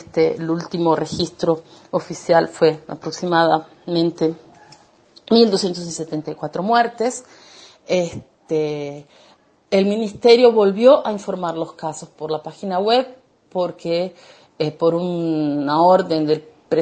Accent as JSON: {"language": "Spanish", "country": "Argentina", "moved": "yes", "lives_now": "Barueri, Brazil", "said": "soy argentina, soy doula. Actualmente como secretaria de una clínica, trabajo en casa. Vivo en Barueri"}